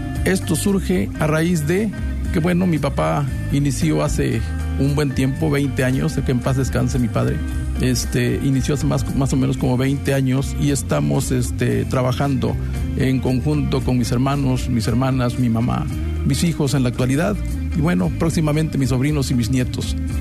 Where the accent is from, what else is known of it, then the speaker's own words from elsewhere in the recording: Ignacio Zaragoza, Veracruz, Mexico; vengo de Ignacio Zaragoza, municipio de Misantla, de este bello estado de Veracruz.